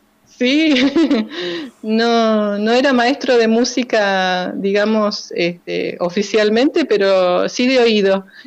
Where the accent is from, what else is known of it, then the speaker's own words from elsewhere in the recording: La Plata, Buenos Aires Province, Argentina; y criada en un barrio, ¿no? En un barrio que se llama El Retiro, en las afueras de La Plata.